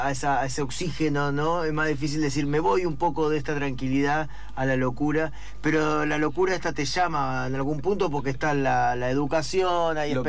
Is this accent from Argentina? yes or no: yes; Entre Ríos, Argentina; yo soy de Entre Ríos, te vas un fin de semana a Entre Ríos